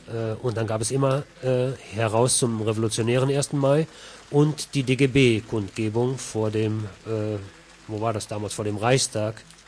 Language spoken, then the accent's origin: German; North Rhine-Westphalia, Germany; In Nordrhein-Westfalen zum Beispiel, wo ich herkomme